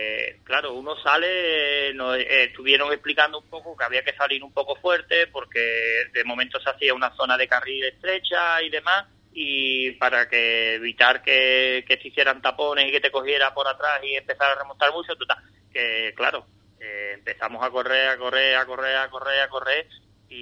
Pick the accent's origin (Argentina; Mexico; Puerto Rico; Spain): Spain; Ronda, Andalusia; tengo amigos con los que corro en Ronda y demás, ¿vale? En mi otra ciudad, bueno, mi ciudad natal